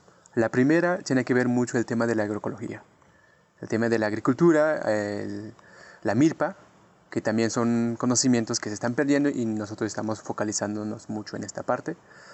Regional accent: Chiapas, Mexico; Yo vengo de México, Soy de Chiapas.

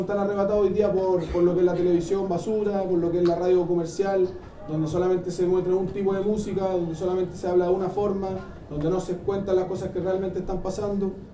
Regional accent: Estación Central, Santiago Metropolitan Region, Chile; Nosotros venimos de Estación Central, de la población Santiago, Los Nogales, compañeros de la población Guillermo Bonilla.

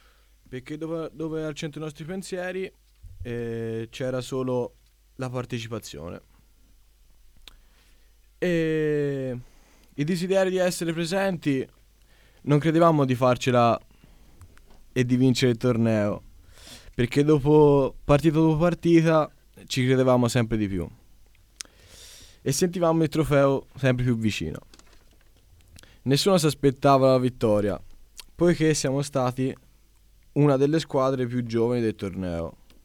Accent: Florence, Tuscany, Italy; Sono di Firenze.

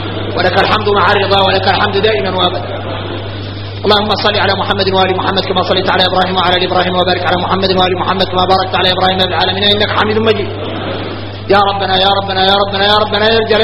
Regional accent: Mauritania; عندنا إحنا موريتاني

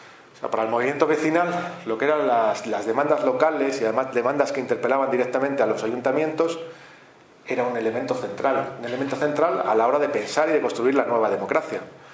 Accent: Madrid, Community of Madrid, Spain; yo vengo de Madrid

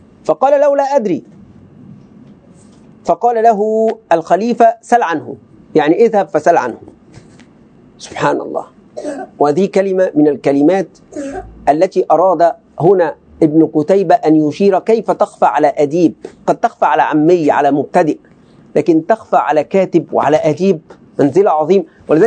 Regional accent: Egypt; كلمة بقى يعني كمصريين وعوام ملازمة

